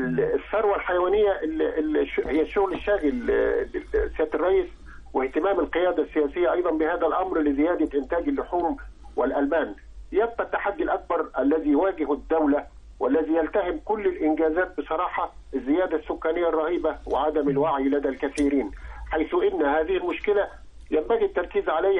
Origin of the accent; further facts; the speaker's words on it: Upper Egypt, Egypt; ولا سيما عندنا في الصعيد في القرى والوجه البحري في الريف